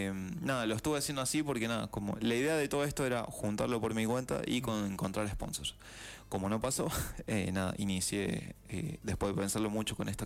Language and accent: Spanish; San Luis, Argentina; sé que soy el único de San Luis